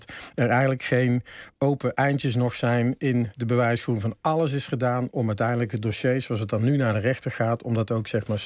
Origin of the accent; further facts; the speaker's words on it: North Brabant, Netherlands; Ik zou bijna zeggen, ja, ik ben zelf Brabander.